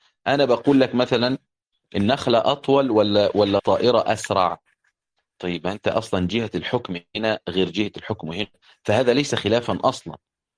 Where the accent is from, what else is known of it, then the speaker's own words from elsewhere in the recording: Upper Egypt, Egypt; أنا صعيدي يعني، فيجي جاري يقول لي مثلا هو أنت صعيدي